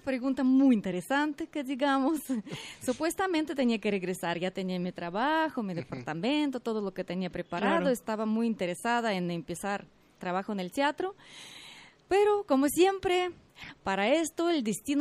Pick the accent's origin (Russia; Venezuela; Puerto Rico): Russia; Moscow; Spanish is a second language; moved away as an adult; now in Mexico; Vengo de Moscú. Bueno, nací en Moscú, viví en Moscú y pues toda mi vida hasta 25 años pasó en Moscú. Obviamente había salidas en diferentes repúblicas y todo esto, pero sí, mi ciudad la natal es Moscú.